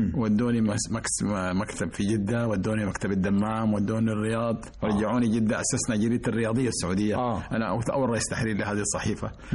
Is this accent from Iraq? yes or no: no; Sudan; وأنا في الصف الثاني الثانوي في السودان، كنت أراسل